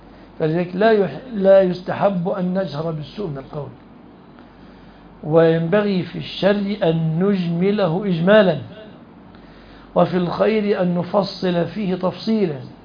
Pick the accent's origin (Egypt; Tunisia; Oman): Egypt; في بلادنا مصر